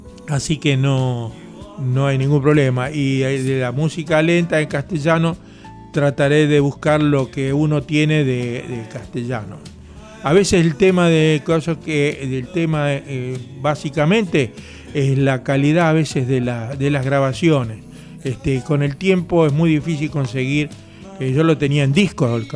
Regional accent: Quilmes, Buenos Aires Province, Argentina; now in Bernal, Argentina; Yo vivo en Bernal, pero me crié y nací en Quilmes, en el barrio La Colonia.

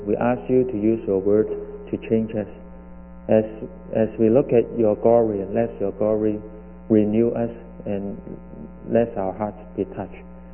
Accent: Hong Kong; moved away as an adult; I come from Hong Kong. I came 1984 as a student, just like most of you.

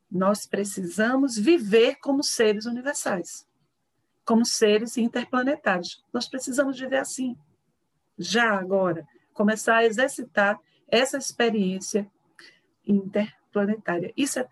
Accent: Recife, Pernambuco, Brazil; Mas este amor pelo regional, pela cidade onde nasci, pela cultura de onde advim.

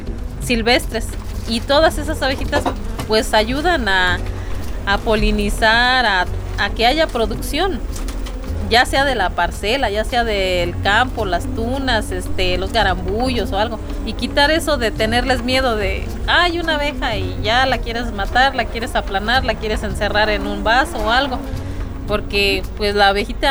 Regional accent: Ciénega de Juana Ruiz, Guanajuato, Mexico; soy de Ciénega de Juana Ruiz, municipio de San Miguel de Allende.

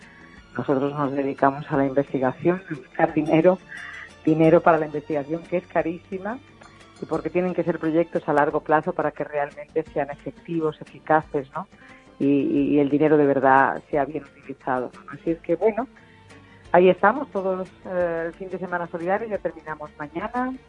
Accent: Extremadura, Spain; de abrir proyectos en mi tierra, en Extremadura, y alguno en Andalucía.

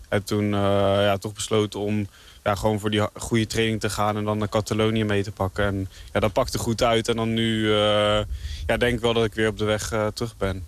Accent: Netherlands; Het is natuurlijk een van de weinige Nederlandse grote wedstrijden. Dus ja, dan wil je daar als Nederlander wel goed rijden.

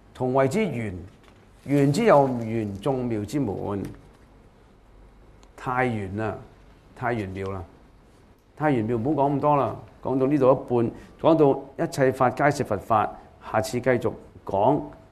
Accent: China; 我哋中國人嘅好多嘅哲學家咧

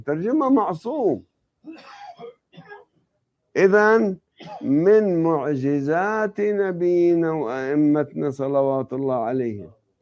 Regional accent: Lebanon; ولأني أنا نشأت بطفولة في لبنان

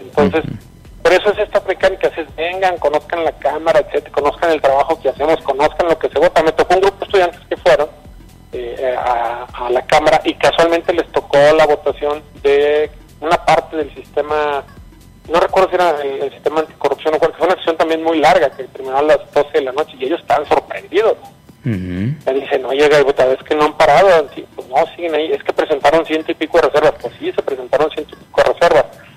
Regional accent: Nuevo León, Mexico; yo soy de Nuevo León

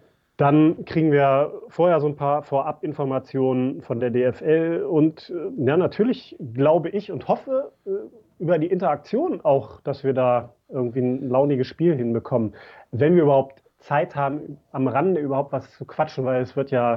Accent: Lower Saxony, Germany; ich bin halt groß geworden in der Teichbreite, Hochhauskind. Also im Schatten des Stadions, das es damals noch nicht gab, ne?

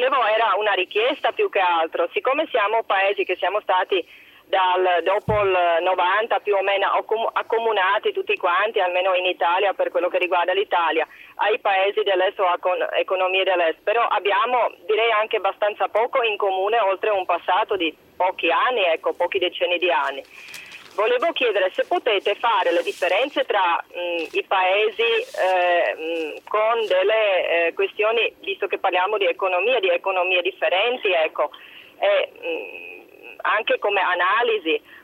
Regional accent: Prague, Czechia; Italian is a second language; now in Italy; Io sono da Praga.

